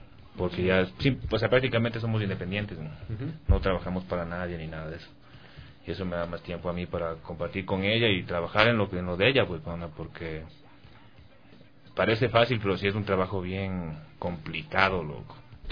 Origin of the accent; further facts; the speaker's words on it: New Jersey, United States; como somos de New Jersey, uh-huh, es como que un poquito difícil colarte en escena local de allá, que es Nueva York